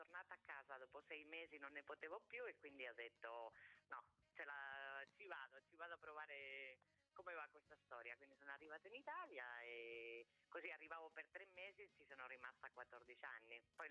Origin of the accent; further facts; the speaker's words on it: Spain; nel mio paese, in Spagna, sarebbe proprio inconcepibile